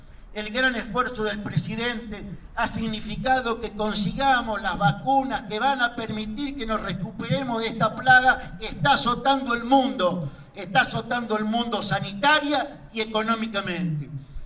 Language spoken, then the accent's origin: Spanish; Buenos Aires, Argentina; Yo soy bonaerense, la mayoría de ustedes son cordobeses